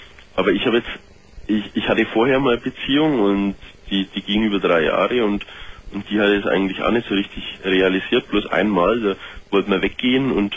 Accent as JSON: {"language": "German", "region": "Bavaria", "country": "Germany", "said": "ich komme ja aus Bayern, wie man es selbst schon gehört hat."}